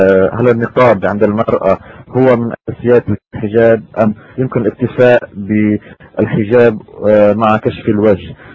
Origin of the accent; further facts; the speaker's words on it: Lebanon; أنا من لبنان،